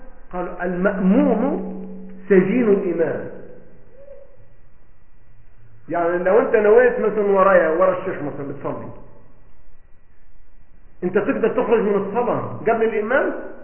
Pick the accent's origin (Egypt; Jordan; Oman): Egypt; ولا كام فدان ارض عندنا في مصر